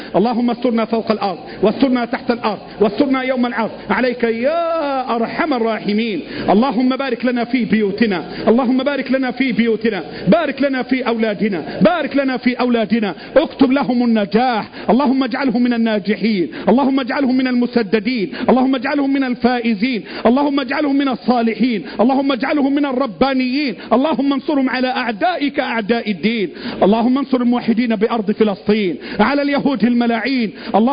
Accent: Egypt; اللهم احفظ لنا بلدنا مصر، اللهم احفظ بلدنا مصر

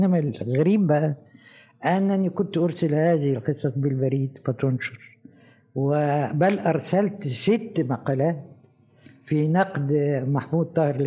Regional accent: Egypt; لكن أنا لما جيت من مصر لروما

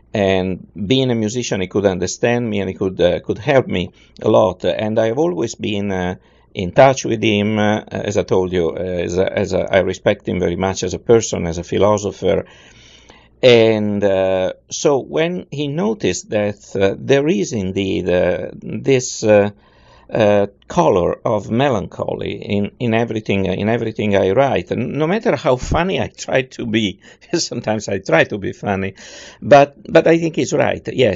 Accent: Italy; moved away as an adult; also born or lived in Toronto; now in Houston, United States; I moved away from Italy in 1987, and I came to Houston, Texas, where I still am.

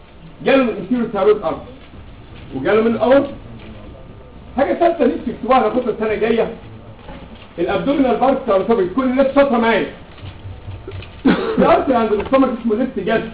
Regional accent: Egypt; مفيش طالب عندنا كمصري مش هنتحمص في الموضوع ده

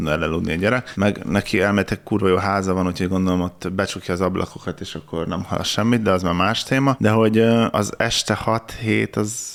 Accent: Hungary; Én vidéken nőttem föl, ez az, hogy valaki füvet nyír, vagy kaszál, az egyszerűen így az alapzaj része.

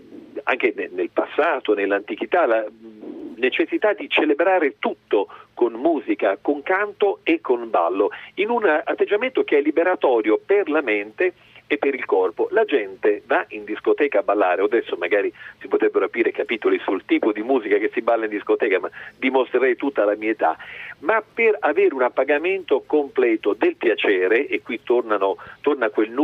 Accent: Emilia-Romagna, Italy; Anche io vorrei levare finalmente, levare un po' e dire sono romagnolo.

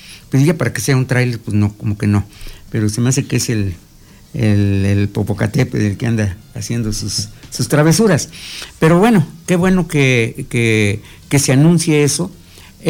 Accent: Amecameca, State of Mexico, Mexico; yo soy de aquí de Amecameca

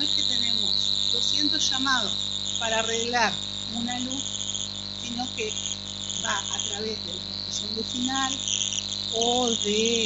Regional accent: Argentina; Pues yo soy de la idea de estas leyes, de que todos somos argentinos.

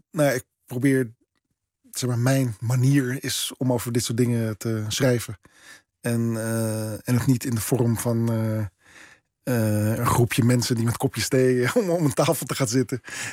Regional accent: Netherlands; Nou ja, ik ben een Nederlander. Ik heb een Nederlands paspoort. Ik ben hier geboren. Maar niet. Ja, niet op dezelfde manier als als zeg maar niet-Joodse witte Nederlanders.

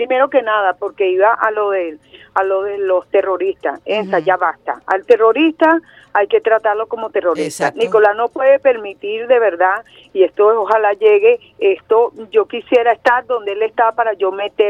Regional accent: Venezuela; porque somos seres humanos, somos venezolanos.

